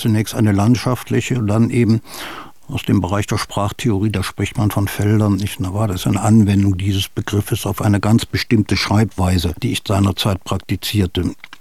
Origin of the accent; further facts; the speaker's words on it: Thuringia, Germany; Ich habe meine Kindheit in Thüringen verbracht, das war die Kriegskindheit im Harz